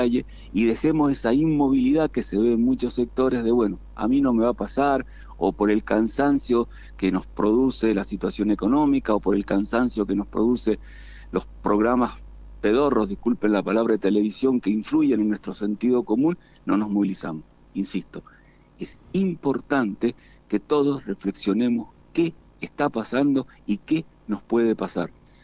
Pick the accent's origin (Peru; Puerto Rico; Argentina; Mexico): Argentina; como ciudadanos, como argentinos, como militantes, como gente que está acá